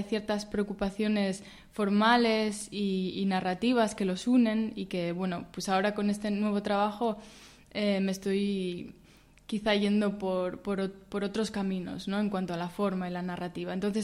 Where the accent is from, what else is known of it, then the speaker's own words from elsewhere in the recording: Barredos, Asturias, Spain; bueno, por eso llevo 6 meses en Asturias, ¿no? Más concretamente en la cuenca minera. Yo soy de Barredos